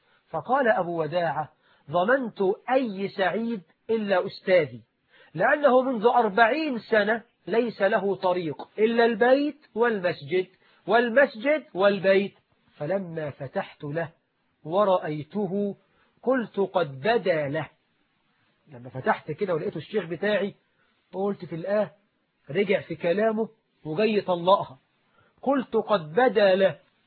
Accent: Egypt; طبعا احنا عندنا في مصر الواحد بيتجوز يقعد لك أسبوع ما يخرجش من البيت

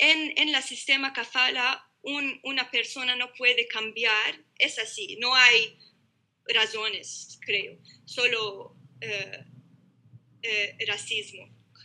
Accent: North Governorate, Lebanon; hacen chistes sobre nuestra cultura, nuestro acento, porque es diferente en el norte

